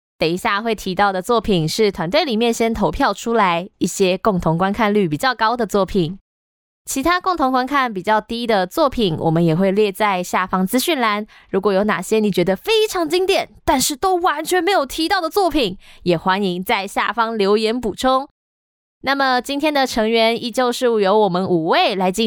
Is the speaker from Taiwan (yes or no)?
yes; northern Taiwan, Taiwan; 没有，不，我也是北部人啊。